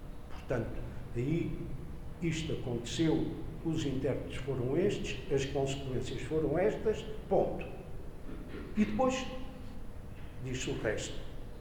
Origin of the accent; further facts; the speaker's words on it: Lisbon, Portugal; born there; eu sou goês de coração e se calhar devia ter nascido aqui em Panjim e não em Lisboa